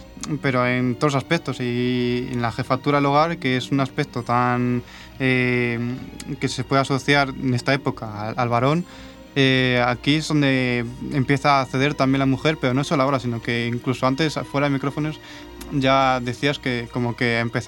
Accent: Villavaruz, Castile and León, Spain; Ese es mi pueblo, sí.

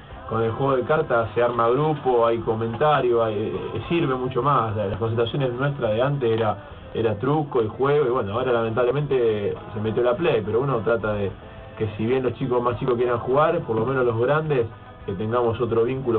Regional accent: Rosario, Santa Fe, Argentina; yo soy rosarino, y mi viejo de Rosario a veces por internet también escucha nomás

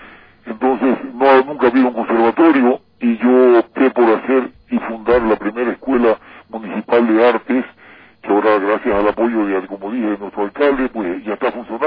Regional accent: Portoviejo, Manabí, Ecuador; Igual que me siento orgulloso de todos los artistas ecuatorianos, igual, pero particularmente mi tierra, debo decirlo, sinceramente, tiene algo especial

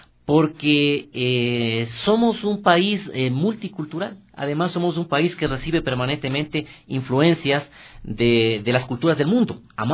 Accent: Guaranda, Bolívar, Ecuador; Yo soy nacido en Guaranda, uh-huh. ¿No? Y pues un poco es esta idea del retorno de todos los guarandeños que salen y salimos a las ciudades grandes

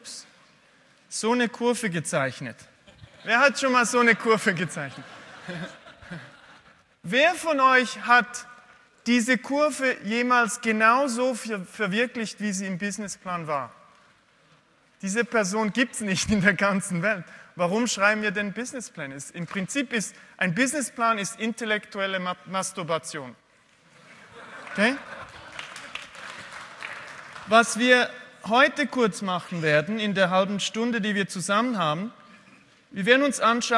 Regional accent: Switzerland; Ihr müsst mir schon mal verzeihen, ich habe ein bisschen Mühe mit Deutsch sprechen. Einerseits bin ich Schweizer, aber andererseits spreche ich sehr selten eigentlich Deutsch, weil ich eher im englischsprachigen Bereich unterwegs bin und weil meine Frau und meine Kinder Französisch sprechen.

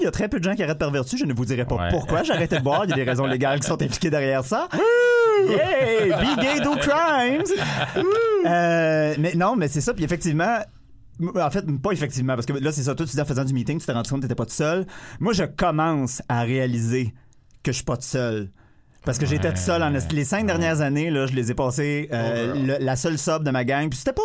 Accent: Laval, Quebec, Canada; Ben, je viens de Laval, je suis né là, mais je suis retourné à Laval pendant 3 ans

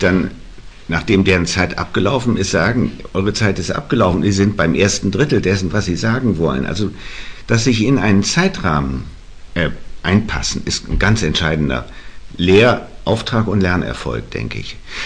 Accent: Hamburg, Germany; Also ich bin in Hamburg aufgewachsen.

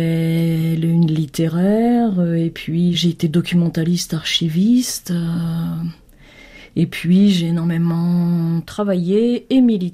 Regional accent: Senegal; also born or lived in Côte d'Ivoire; j'ai grandi en Afrique de l'Ouest, où je suis arrivée en 1960, donc à l'aube des indépendances, avec mes parents, bien entendu. Et j'ai grandi d'abord au Sénégal, puis en Côte d'Ivoire. J'étais à l'école publique. Et donc, j'ai appris à lire et à écrire au Sénégal.

